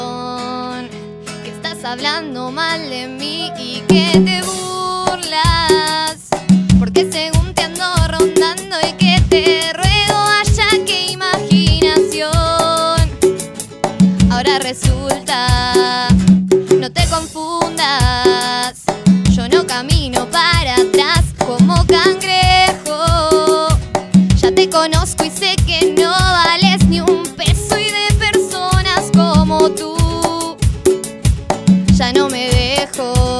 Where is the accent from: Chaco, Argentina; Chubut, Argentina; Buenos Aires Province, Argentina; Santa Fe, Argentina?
Buenos Aires Province, Argentina; La Plata; El resto somos de acá de La Plata.